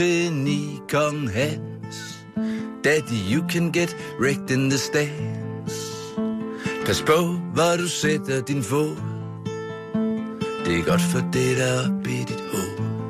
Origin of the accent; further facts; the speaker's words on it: Aarhus, Central Denmark Region, Denmark; Hvor jeg er vokset op.